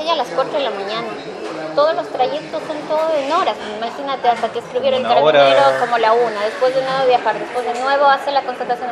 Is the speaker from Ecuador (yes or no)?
yes; Ecuador; now in Concepción, Chile; es porque soy ecuatoriano